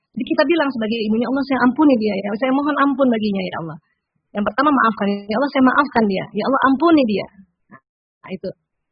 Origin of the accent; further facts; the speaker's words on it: South Sulawesi, Indonesia; Kayak saya ini orang Bugis. Orang Bugis kan kalau keras ya.